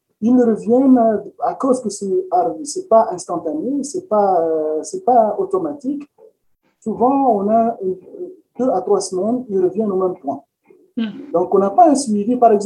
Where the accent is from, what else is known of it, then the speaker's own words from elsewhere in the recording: Quebec, Canada; chez nous au Québec